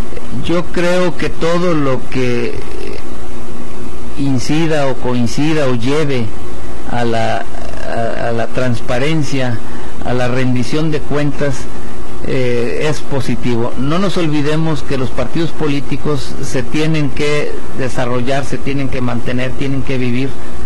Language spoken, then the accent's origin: Spanish; Tepic, Nayarit, Mexico; Yo tengo viviendo en Tepic casi 68 años. Yo nací aquí en Tepic, por ahí por el rumbo de la calle Zaragoza, zona centro.